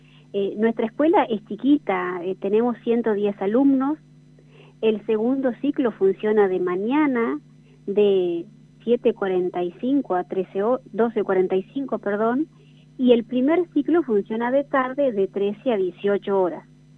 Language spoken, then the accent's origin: Spanish; General San Martín, La Pampa, Argentina; yo en realidad soy de General San Martín, pueblo vecino a Bernasconi, viajo todos los días, hace 12 años que estoy yendo